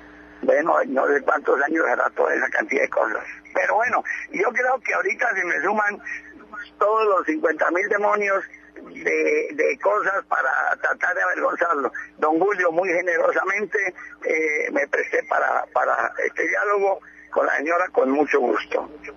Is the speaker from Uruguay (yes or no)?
no; Colombia; Ningún impedimento tenemos porque somos ciudadanos colombianos.